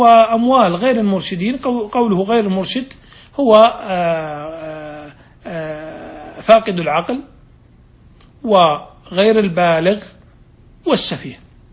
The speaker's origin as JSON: {"language": "Arabic", "country": "Saudi Arabia", "said": "والآن يعني في عندنا في المملكة العربية السعودية صار عندنا قضاء التنفيذ"}